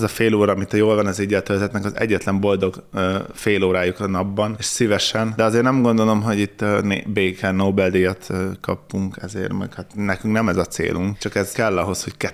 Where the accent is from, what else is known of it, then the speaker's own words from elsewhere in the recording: Hungary; Én vidéken nőttem föl, ez az, hogy valaki füvet nyír, vagy kaszál, az egyszerűen így az alapzaj része.